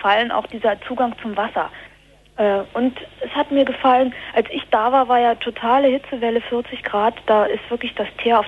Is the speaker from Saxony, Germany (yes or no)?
no; Berlin, Germany; Also aus Berlin.